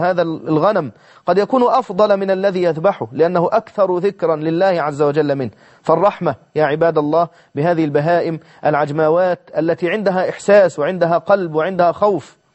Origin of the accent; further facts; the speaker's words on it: Egypt; معروف عندنا في مصر نقول عنه الخروف